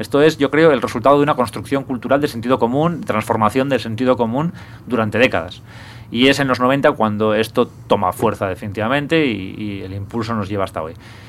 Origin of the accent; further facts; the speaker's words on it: Bilbao, Basque Country, Spain; now in Madrid, Spain; charlabas y hablabas con gente de aquí, de Madrid, en fin, o de otros sitios que vivía aquí. Entonces, ¿de dónde eres? De Bilbao.